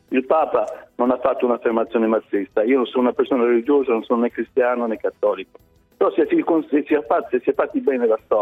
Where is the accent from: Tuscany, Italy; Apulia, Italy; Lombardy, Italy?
Apulia, Italy; Io sto facendo e sto scoprendo la Puglia, da pugliese.